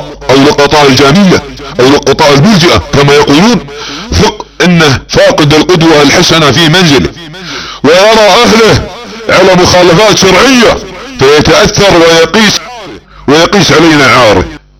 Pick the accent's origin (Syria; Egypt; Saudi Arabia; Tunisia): Saudi Arabia; احتلال بلادنا السعودية سياسيا فكريا مجرد امنيات ستذروها الرياح